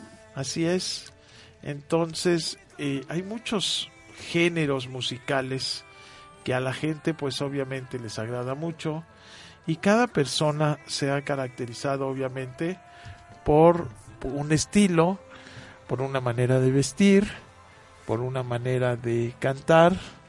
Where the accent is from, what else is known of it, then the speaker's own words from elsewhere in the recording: Mexico; Somos mexicanos y aquí estamos.